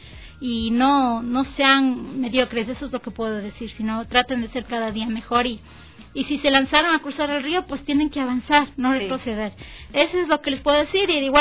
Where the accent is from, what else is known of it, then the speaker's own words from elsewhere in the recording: Ecuador; Soy la única de Ecuador, no hay más.